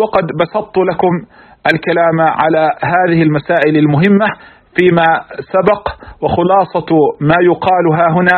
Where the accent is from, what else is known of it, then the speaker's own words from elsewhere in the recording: Palestine; والمعمول به في بلادنا فلسطين